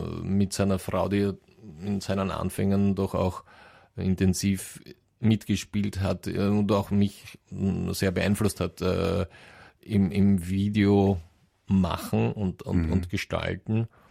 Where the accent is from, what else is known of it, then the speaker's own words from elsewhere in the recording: Wales, United Kingdom; German is a second language; Wir sind beide aus Wales und das ist nicht groß, das stimmt.